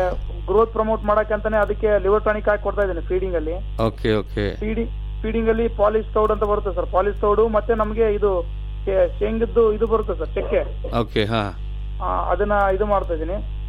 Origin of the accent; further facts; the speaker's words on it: Vadavatti, Karnataka, India; Sir ನಮ್ದು ವಡವಟ್ಟಿ ಅಂತ sir, Siruvara ಅಂತ ಒಂದು ತಾಲೂಕ್ ಇದೆ ಸರ್.